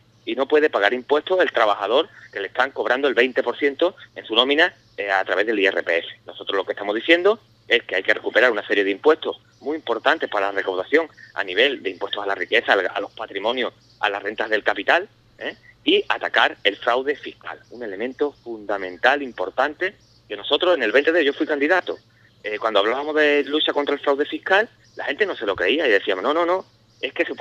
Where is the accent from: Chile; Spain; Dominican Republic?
Spain; Medina Sidonia, Andalusia; Yo soy de Medina Sidonia, el campo de Jerez, el campo de gaditano, está abandonado